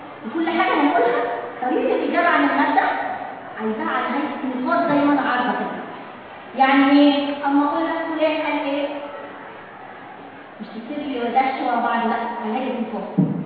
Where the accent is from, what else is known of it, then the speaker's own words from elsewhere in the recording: Egypt; الدليل على كده عندنا في مصر المدرسه الشامله